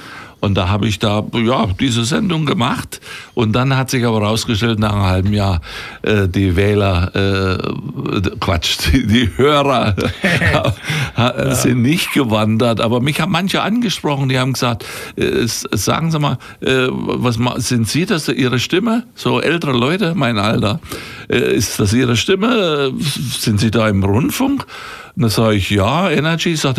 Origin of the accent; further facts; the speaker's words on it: Thuringia, Germany; accent: Franconian; dass das fränkisches Gebiet ist und deswegen mein Dialekt so ist und dass diese Südthüringer Enklave da ist, so dieser Zipfel da.